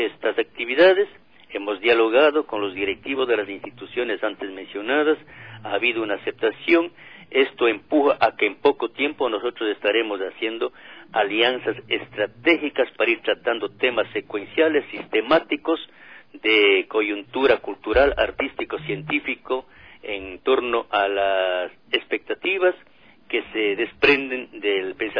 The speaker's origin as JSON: {"language": "Spanish", "town": "Macas", "region": "Morona Santiago", "country": "Ecuador", "said": "Tengo experiencia en mi tierra, yo soy de aquí de Macas"}